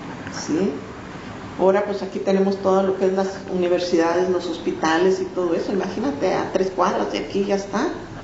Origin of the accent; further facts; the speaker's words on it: Mexico; now in Chicago, United States; Pero si te has fijado, qué difíciles somos los mexicanos de sacar de un lugar.